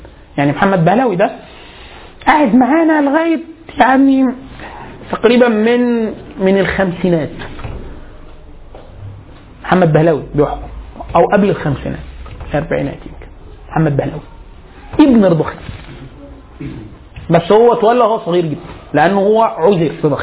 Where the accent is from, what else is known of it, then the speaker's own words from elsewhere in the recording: Egypt; عندنا في مصر